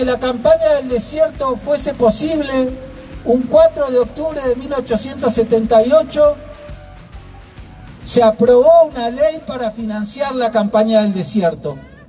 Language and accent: Spanish; Valcheta, Río Negro, Argentina; born there; vengo, nací allá en Balcheta, el primer campo de concentración de la Argentina.